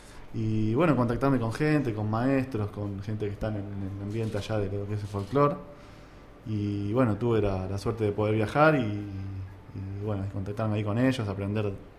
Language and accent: Spanish; Argentina; Todos somos argentinos